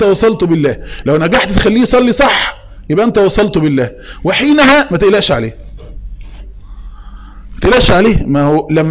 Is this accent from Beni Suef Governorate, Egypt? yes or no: yes; Beni Suef, Beni Suef Governorate, Egypt; انا من مصر من بني سويف من حي الازهري